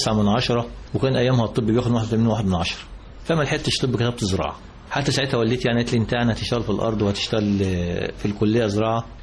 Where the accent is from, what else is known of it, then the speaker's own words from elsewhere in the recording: Zifta, Gharbia, Egypt; انا من محافظه الغربيه، من زفت غربيه، من بيئه ريفيه، وكنت قائم بالزراعة